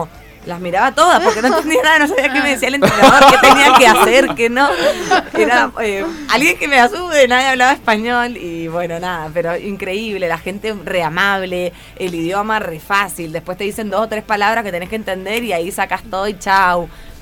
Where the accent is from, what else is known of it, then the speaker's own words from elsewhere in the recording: Argentina; Somos 6 argentinas, sí.